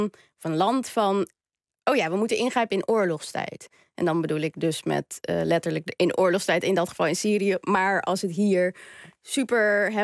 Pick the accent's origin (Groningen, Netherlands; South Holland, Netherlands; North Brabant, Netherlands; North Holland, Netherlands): North Holland, Netherlands; Amsterdam; ik kom uit Amsterdam-Zuid